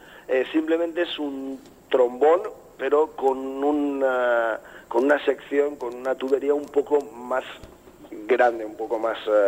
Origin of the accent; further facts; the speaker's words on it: Valencian Community, Spain; Nosotros, muchos de los del grupo, somos valencianos.